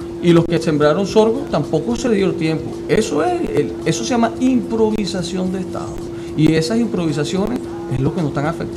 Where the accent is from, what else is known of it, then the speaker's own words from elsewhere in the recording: Lara, Venezuela; Te voy a hablar del estado Lara porque es de donde yo soy, okay.